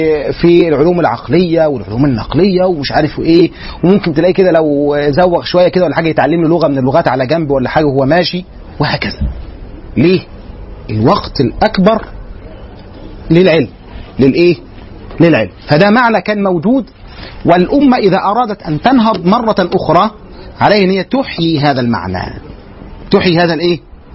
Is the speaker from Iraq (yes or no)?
no; Egypt; زي ما كان عندنا في مصر هنا